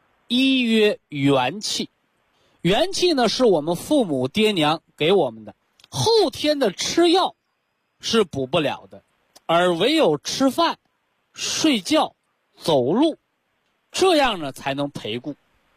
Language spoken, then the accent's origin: Chinese; China; 我们中国人常讲说，敌不犯我，我不犯人，敌若犯我，我必犯人。